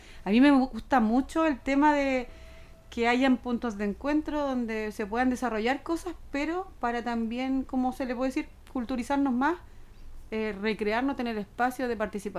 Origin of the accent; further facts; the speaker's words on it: Concepción, Biobío, Chile; also born or lived in Chiguayante; Me vengo a Concepción como a los 5 o 6 años porque mi papá trabajó en la Gobernación Provincial de Concepción. Y llegamos a vivir al sector cementerio, o Jorge Montt, donde está el Cementerio General de Concepción.